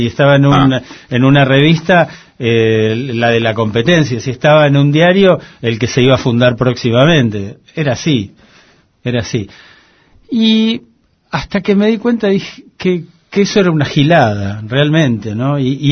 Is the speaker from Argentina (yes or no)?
yes; Argentina; porque soy argentino y soy periodista